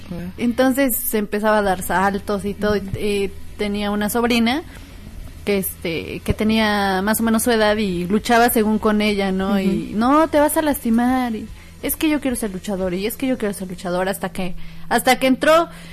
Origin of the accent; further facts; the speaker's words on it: Pachuca, Hidalgo, Mexico; now in Tulancingo, Mexico; a veces piensan que soy de Tulancingo, pero no, soy originaria de Pachuca, pero resido en Tulancingo.